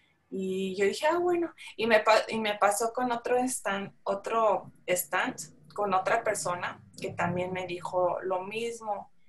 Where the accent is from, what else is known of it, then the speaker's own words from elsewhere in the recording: San Luis Potosí, Mexico; porque yo soy de San Luis Potosí